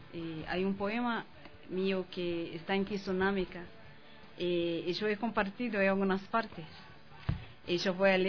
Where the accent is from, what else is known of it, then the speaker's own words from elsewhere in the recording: Brazil; Sí, soy de Brasil, donde los tambores son fuertes, la música es fuerte de varias partes.